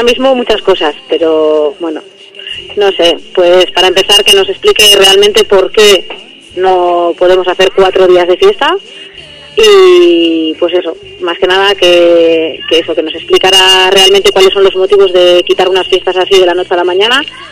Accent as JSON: {"language": "Spanish", "town": "Barakaldo", "region": "Basque Country", "country": "Spain", "said": "soy del barrio de Bagatza"}